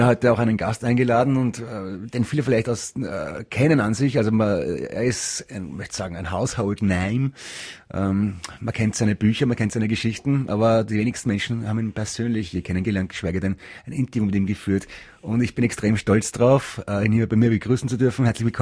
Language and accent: German; Linz, Upper Austria, Austria; Ich bin auch aus Linz.